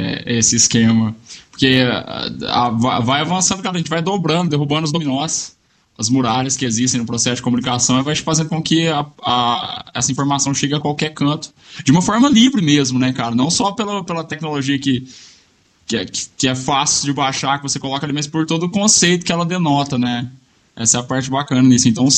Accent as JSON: {"language": "Portuguese", "region": "Minas Gerais", "country": "Brazil", "said": "sou de Minas"}